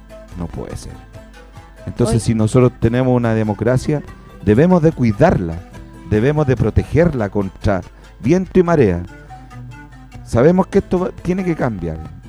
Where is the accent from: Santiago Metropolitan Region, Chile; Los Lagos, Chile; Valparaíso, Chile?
Santiago Metropolitan Region, Chile; Puente Alto; a mi país también, y a mi tierra, y a mi Puente Alto.